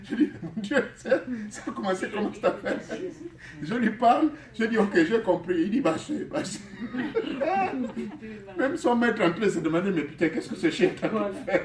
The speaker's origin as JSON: {"language": "French", "country": "United States", "said": "chez nous aux États-Unis, on appelle ça appartement studio."}